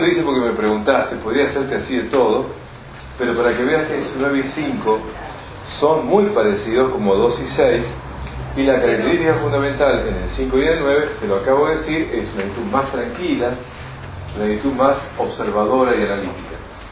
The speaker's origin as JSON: {"language": "Spanish", "country": "Argentina", "said": "Como buenos argentinos que somos"}